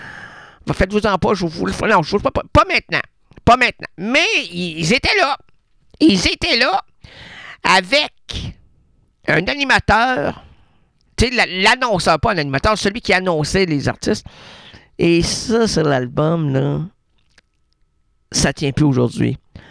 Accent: Quebec, Canada; Moi, je suis pas Canadien. Je suis Québécois.

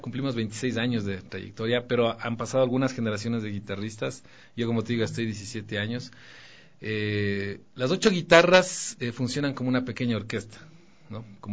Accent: Quito, Pichincha, Ecuador; Me confundía con mexicano, digo, no, yo soy quiteño

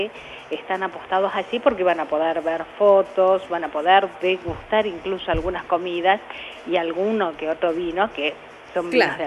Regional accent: Salta, Argentina; De Salta Capital, sí.

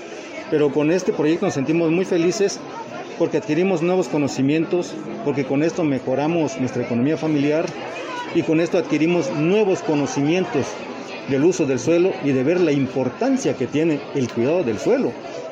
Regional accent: Oxchuc, Chiapas, Mexico; Soy originario de Ochuc, Chiapas, de la comunidad de Medialuna.

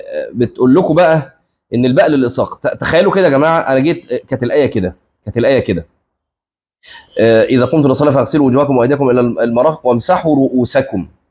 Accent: Egypt; اللي احنا بنسميه الكعب عندنا في مصر اسمه في اللغه عقب

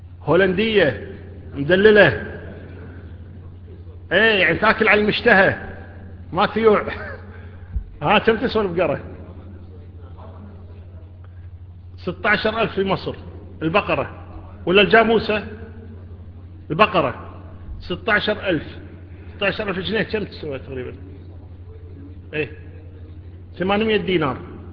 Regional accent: Kuwait; 12,000 الدية عندنا 12,000 في الكويت

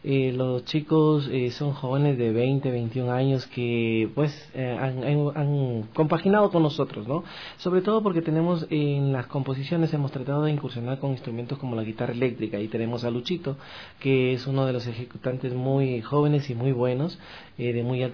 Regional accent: Peru; born there; yo nací en el Perú, primeramente, ¿no?

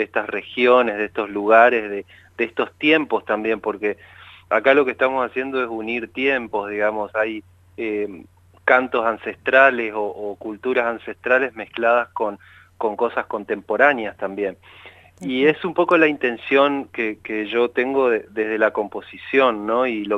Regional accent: Chaco, Argentina; moved away as an adult; Yo fui a estudiar música a Córdoba cuando tenía 18 años. Yo soy del Chaco.

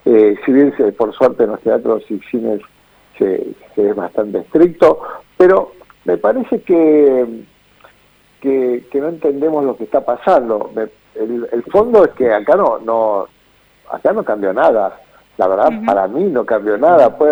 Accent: Buenos Aires, Argentina; los porteños y las porteñas somos muy particulares, ¿no?

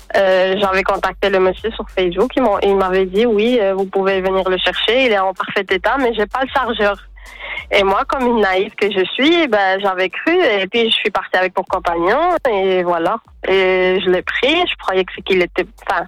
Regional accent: Spain; Ça va, je viens d'Espagne.

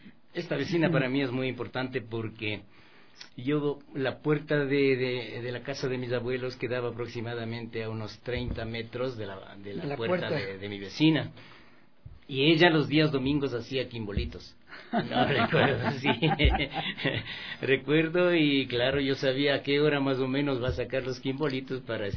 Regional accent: Pintag, Pichincha, Ecuador; yo soy de Pintas realmente para mí es un hermoso lugar con unos paisajes maravillosos, con gente maravillosa.

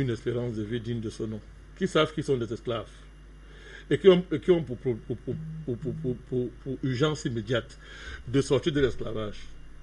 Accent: France; C'est moi, je suis français.

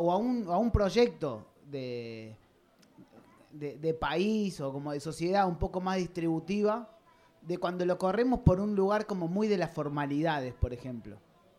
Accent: Córdoba, Argentina; a mí me pasó de nacer en una provincia que tiene como que es medio como híbrida. Yo soy de Córdoba, una provincia recontra gorila

